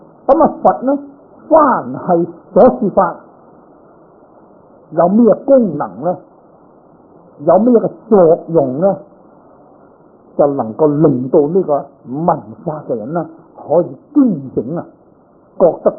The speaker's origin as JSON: {"language": "Cantonese", "region": "Guangdong", "country": "China", "lives_now": "San Francisco, United States", "said": "你就广东自己，我系广东人，你就广东啊！"}